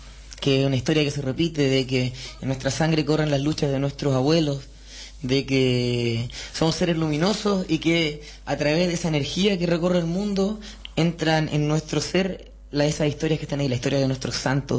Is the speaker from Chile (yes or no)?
yes; Chile; Nosotros venimos desde Chile